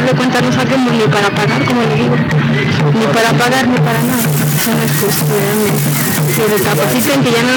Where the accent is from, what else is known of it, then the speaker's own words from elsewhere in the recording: Mexico; Aquí en esta república todos somos mexicanos, todos tenemos los mismos derechos.